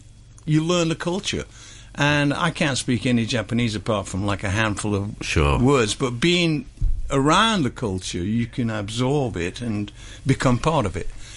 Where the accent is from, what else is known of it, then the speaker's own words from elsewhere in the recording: United Kingdom; being British